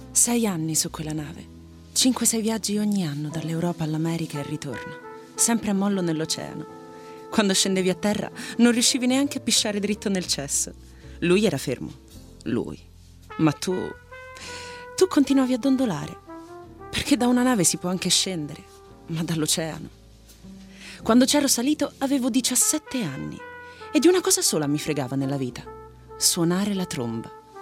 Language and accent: Italian; Rome, Lazio, Italy; Ma sì, Ponte Mammolo, Re Bibbia.